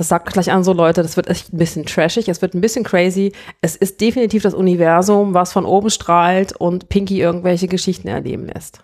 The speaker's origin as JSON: {"language": "German", "town": "Hildesheim", "region": "Lower Saxony", "country": "Germany", "said": "Nein, ich komme ursprünglich aus Hannover, also aus der Nähe von Hannover, aus Hildesheim."}